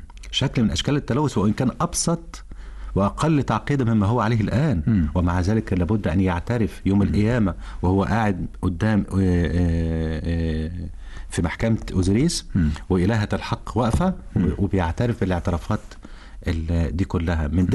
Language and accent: Arabic; Egypt; ما قامتش هناك حضارات زي اللي قامت عندنا في مصر